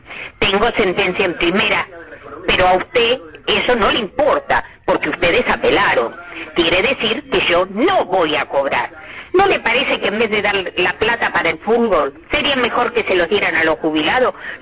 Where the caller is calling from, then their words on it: Lanús, Buenos Aires Province, Argentina; soy de Lanús.